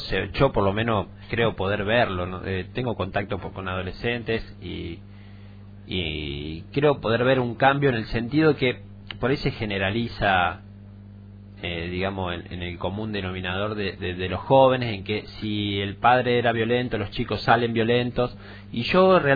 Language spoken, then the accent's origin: Spanish; Rosario, Santa Fe, Argentina; Yo vengo de Rosario, particularmente tras la sierra yo lo veo muy cerrado, y en general muchos de los que venimos de afuera lo vemos de esa manera